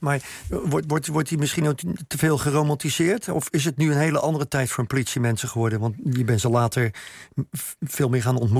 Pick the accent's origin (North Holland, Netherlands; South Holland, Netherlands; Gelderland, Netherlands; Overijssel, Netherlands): South Holland, Netherlands; Rotterdam; Ja, nou komen we alle twee uit Rotterdam, daarom tutoieer ik maar even voor het gemak.